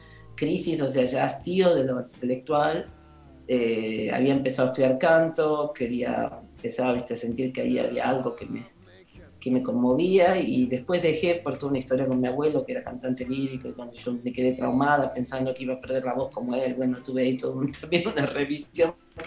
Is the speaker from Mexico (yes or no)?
no; Ciudad Jardín Lomas del Palomar, Buenos Aires Province, Argentina; Soy de Ciudad Jardín, Lomas del Palomar.